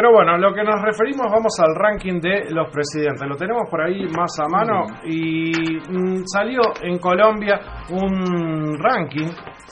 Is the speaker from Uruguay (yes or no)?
yes; Uruguay; A mí como uruguayo me duele